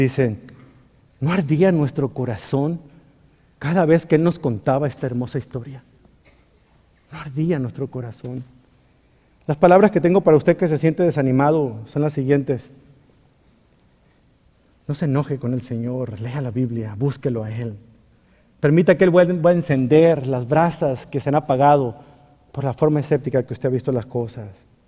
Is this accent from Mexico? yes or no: yes; Mexico; ¿Usted nunca se ha fijado eso, que somos los mexicanos?